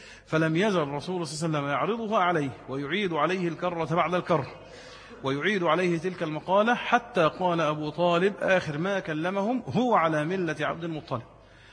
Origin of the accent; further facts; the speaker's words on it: Egypt; قلت انا مواطن مصري ولي حرية التنقل في البلد